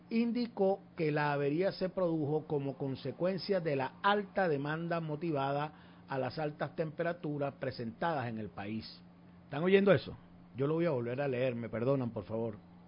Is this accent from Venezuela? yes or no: yes; Llanos, Venezuela; yo aquí, como buen llanero